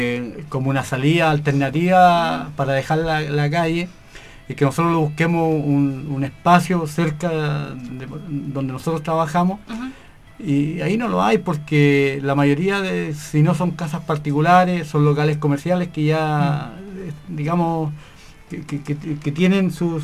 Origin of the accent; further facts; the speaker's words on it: Chile; las necesidades básicas que tenemos como familia chilena.